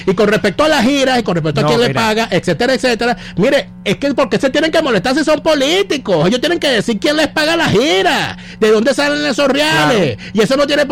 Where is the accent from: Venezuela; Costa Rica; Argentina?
Venezuela; yo no me perdonaría como venezolano